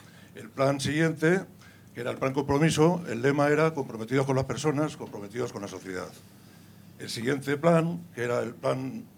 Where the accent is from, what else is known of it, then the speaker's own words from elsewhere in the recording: Community of Madrid, Spain; now in Zaragoza, Spain; Bueno, en primer lugar, soy madrileño.